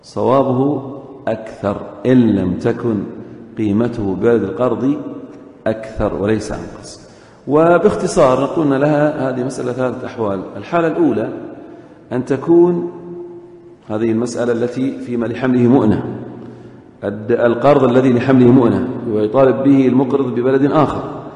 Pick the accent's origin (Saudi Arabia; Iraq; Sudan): Saudi Arabia; Eastern Province; مثل مثلا الآن الذين يوجدون عندنا في الشرقية مخالفات